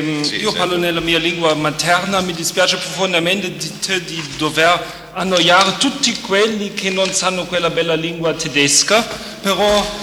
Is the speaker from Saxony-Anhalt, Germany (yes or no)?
no; Düsseldorf, North Rhine-Westphalia, Germany; Das Denkmal, das Sie dort oben an die Wand geworfen sehen, steht in meiner Heimatstadt Düsseldorf am Rand eines großen Platzes.